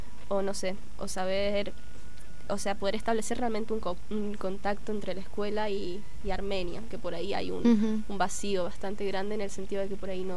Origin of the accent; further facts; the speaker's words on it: Mendoza, Argentina; en el campamento, de 36 personas, 16 éramos mendocinos